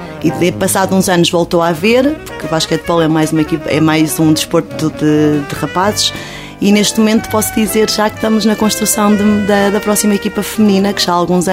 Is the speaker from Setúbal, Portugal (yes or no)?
no; São Paio de Gramaços, Coimbra, Portugal; Eu sou nascida e criada em São Paulo de Gramaços, com muito orgulho, como costumo dizer